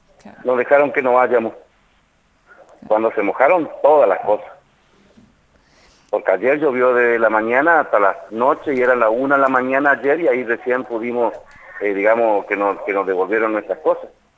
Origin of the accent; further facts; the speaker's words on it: Argentina; somos negros, o sea, tal vez tenemos olor, pero somos argentinos y somos ciudadanos